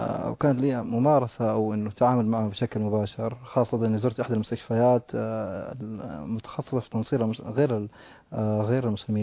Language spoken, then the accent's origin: Arabic; Chad; أنا من تشاد بالضبط،